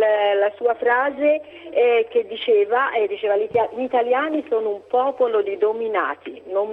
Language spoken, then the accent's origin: Italian; Livorno, Tuscany, Italy; Senta, no, io sono livornese